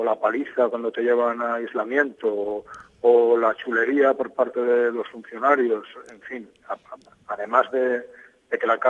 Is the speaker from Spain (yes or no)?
yes; Valencia, Valencian Community, Spain; soy de Valencia.